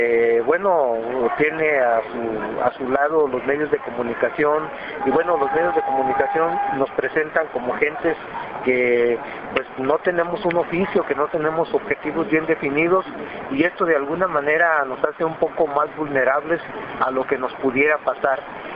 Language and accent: Spanish; Mexico; para decir cuál es el sentir que tenemos todos como mexicanos